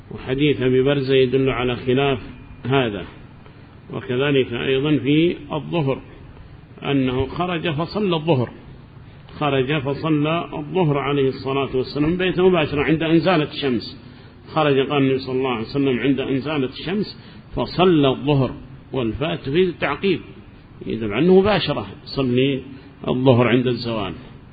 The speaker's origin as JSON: {"language": "Arabic", "region": "Hadramaut", "country": "Yemen", "said": "نحن عندنا في حضرموت نحدد الوقت هنا نصف ساعة مثلا بين الأذان والإقامة"}